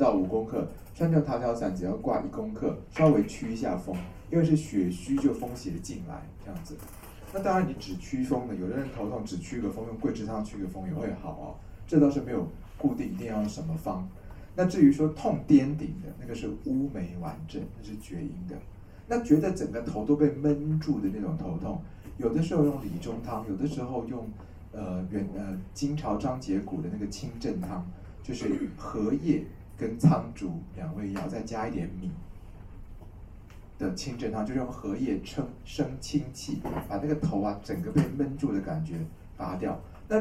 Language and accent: Chinese; Taiwan; 就是我们台湾人是非常吴茱萸汤的民族吗